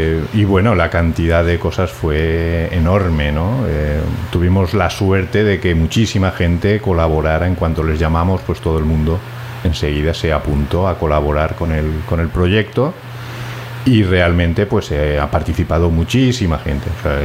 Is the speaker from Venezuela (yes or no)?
no; Valencia, Valencian Community, Spain; Bueno, yo soy natural de Valencia, vivo en el Cabañal desde el año 84